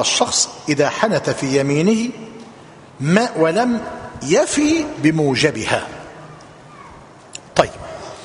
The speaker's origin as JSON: {"language": "Arabic", "country": "Egypt", "said": "أصبح في بلادنا مصر الثوب معلوم الذي نرتديه"}